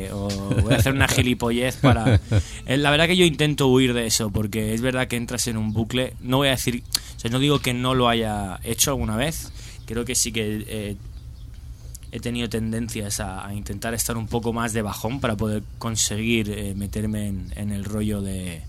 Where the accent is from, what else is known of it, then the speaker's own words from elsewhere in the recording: Benidorm, Valencian Community, Spain; Me crié en Benidorm y dije, estoy hasta los huevos de estar aquí